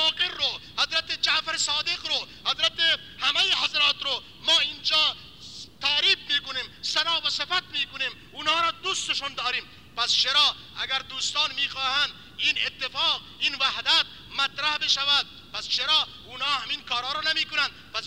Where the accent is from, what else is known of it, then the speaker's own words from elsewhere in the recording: Iran; مگر ما که مال ایرانیم، ما ایرانیم، ما در سایه نظام اسلامی داریم زندگی میکنیم